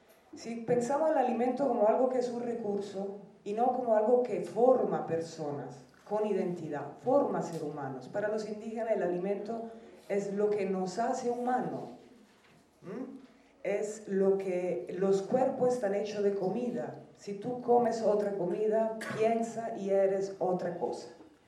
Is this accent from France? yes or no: no; Italy; Spanish is a second language; Pues, yo soy italiana.